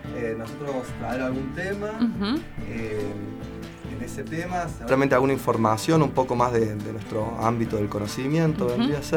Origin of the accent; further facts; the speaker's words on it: Córdoba, Argentina; vengo de Córdoba.